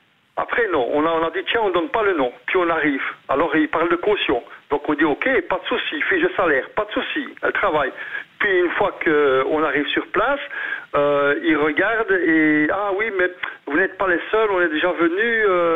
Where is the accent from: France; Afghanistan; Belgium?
Belgium; comme je suis belge à ce moment-là